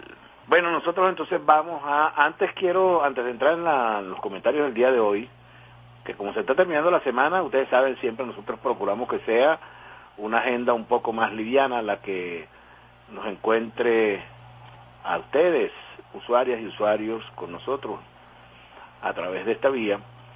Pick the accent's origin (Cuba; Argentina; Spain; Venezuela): Venezuela; Como venezolano, uno se debe sentir afectado por esta situación.